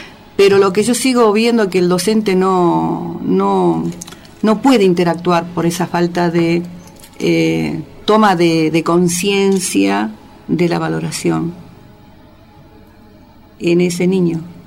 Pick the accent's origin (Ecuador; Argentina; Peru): Argentina; Jujuy; nosotros, que somos del lugar, que somos jujeños